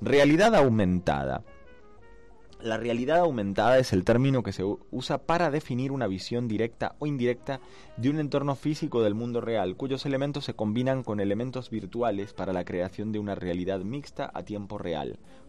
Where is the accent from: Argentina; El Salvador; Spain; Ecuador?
Argentina; Soy argentino